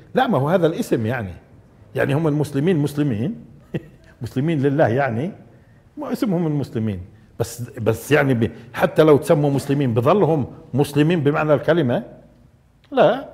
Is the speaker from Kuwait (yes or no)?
no; Nablus, West Bank, Palestine; وعندنا في نابلس في يعيش بشك بالفعل المضارع